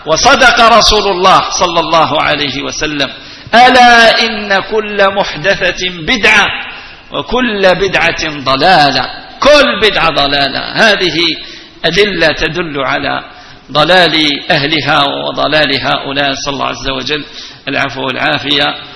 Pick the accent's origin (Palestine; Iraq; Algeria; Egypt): Algeria; El Oued, El Oued Province; أنا أصلي من منطقة الوادي، وهذه المنطقة يكثر فيها التيجانيون ولا تجد فيها قادريا واحدا.